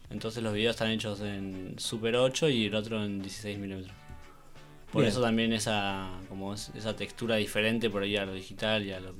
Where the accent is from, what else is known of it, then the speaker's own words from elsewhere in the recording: Bariloche, Río Negro, Argentina; now in La Plata, Argentina; Somos oriundos de Bariloche. Pero estamos viviendo en La Plata hace varios años.